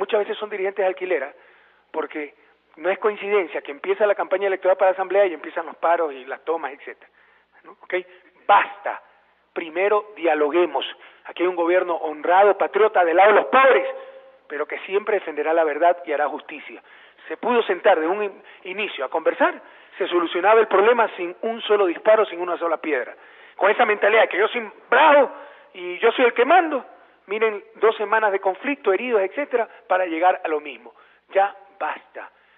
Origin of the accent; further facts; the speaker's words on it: Guayaquil, Guayas, Ecuador; como inicio de la fiesta de julio en mi ciudad natal, Guayaquil